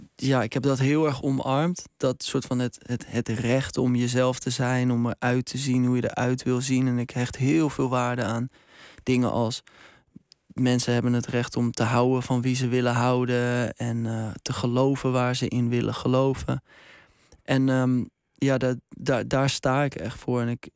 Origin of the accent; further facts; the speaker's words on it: North Holland, Netherlands; Ik kom uit Baren, hier redelijk dichtbij.